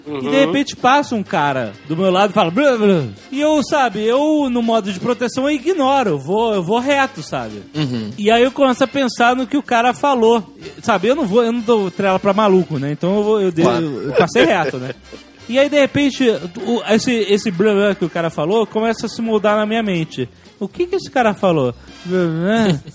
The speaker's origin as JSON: {"language": "Portuguese", "region": "Rio de Janeiro", "country": "Brazil", "said": "eu sou do Rio, então eu posso falar"}